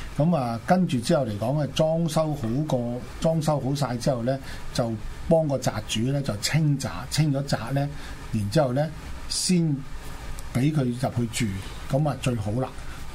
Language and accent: Cantonese; China; 我哋中國人有一句説話啦